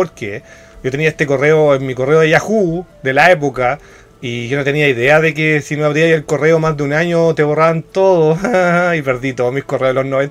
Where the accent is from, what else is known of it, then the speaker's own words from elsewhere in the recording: Chile; Como yo tirarme como chilena sin saber el idioma